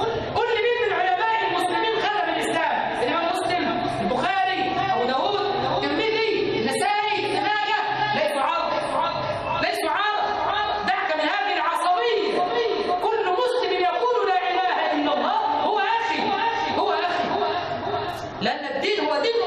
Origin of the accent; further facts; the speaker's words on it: Egypt; اللهم اجعل بلدنا مصر وبلاد المسلمين سخاء رخاء